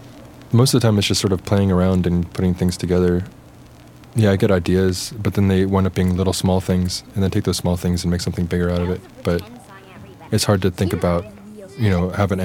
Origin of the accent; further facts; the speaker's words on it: Philadelphia, Pennsylvania, United States; I guess growing up in Philadelphia and very active in the independent bands and the hardcore music scene and playing house shows and small record labels.